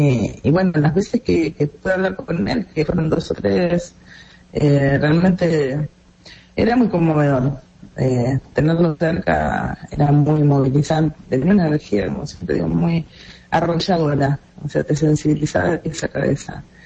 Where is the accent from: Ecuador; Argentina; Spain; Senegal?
Argentina; moved away; also born or lived in Venezuela; yo llegué a Venezuela sin ninguna simpatía per se con Chávez, al revés, como Argentina, que con conciencia de lo que han sido los militares en América Latina en general